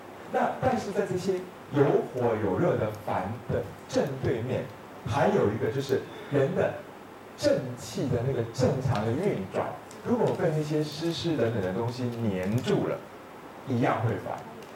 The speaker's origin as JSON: {"language": "Chinese", "country": "Taiwan", "said": "但是我们台湾人的这无注意汤症的患者是爆多，那你们大陆这边呢？"}